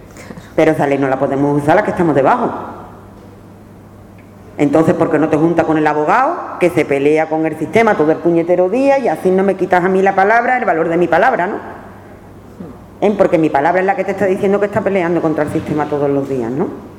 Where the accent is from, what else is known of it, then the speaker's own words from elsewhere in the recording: Andalusia, Spain; Soy andaluza, flamenca, del pueblo, bailo y soy aficionada a flamenco. He sido una niña cani, shoni, barrio bajera.